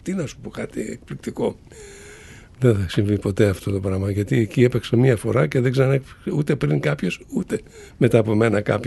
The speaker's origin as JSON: {"language": "Greek", "region": "Macedonia", "country": "Greece", "said": "είμαι Μακεδόνας, ας πούμε, γνήσιος Μακεδόνας, έτσι. Φαίνεται από τη φυσιογνωμία μου."}